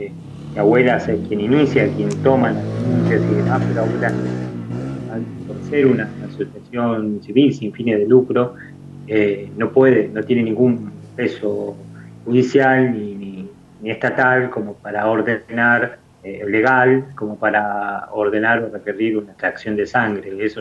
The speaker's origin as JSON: {"language": "Spanish", "town": "Campo de Mayo", "region": "Buenos Aires Province", "country": "Argentina", "tie": "born there", "said": "la gestación haya sido dentro del centro clandestino de detención, que fue Campo de Mayo, donde ellos estuvieron detenidos, que fue el lugar donde yo nací también."}